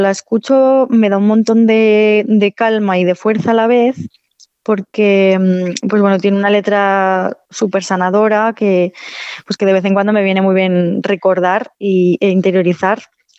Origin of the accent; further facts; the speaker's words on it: Navarre, Spain; aquí cerca de Frescano y de mi pueblo, que son las Bardenas Reales, que es un paisaje desértico súper curioso